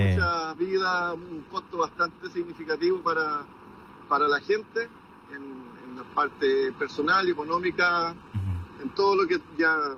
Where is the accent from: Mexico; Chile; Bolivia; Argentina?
Chile; moved away; crecido ahí, a los 3 meses de nacido, mi mamá me llevó a Chile. Así que yo soy chileno. Que tenga papel estadounidense, es otra cosa.